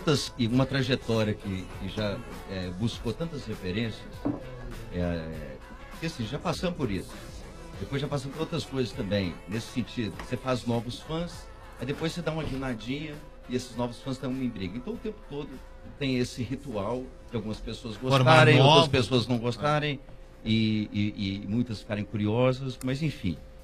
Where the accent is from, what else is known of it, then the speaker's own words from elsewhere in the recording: Belo Horizonte, Minas Gerais, Brazil; o refrão vem, é que a gente é de Belo Horizonte. Belo Horizonte não tem praia, surf, a gente